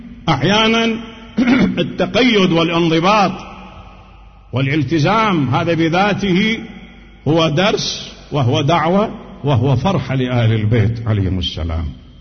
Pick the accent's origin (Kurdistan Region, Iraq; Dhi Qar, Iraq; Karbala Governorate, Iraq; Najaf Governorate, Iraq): Najaf Governorate, Iraq; Najaf; كما كان عندنا في النجف